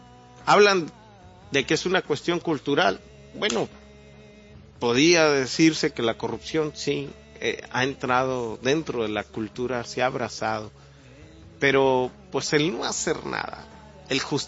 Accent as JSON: {"language": "Spanish", "country": "Mexico", "said": "como sociedad, como mexicanos, o en este caso como los tamaulipecos"}